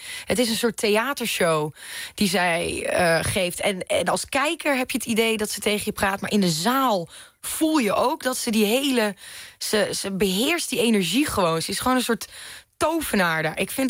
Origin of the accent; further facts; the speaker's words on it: Manderveen, Overijssel, Netherlands; Ja, ik kom uit Twente. Ik kom uit Manderveen. Daar wonen 642 mensen. Dus dat is echt de totale andere kant van Nederland.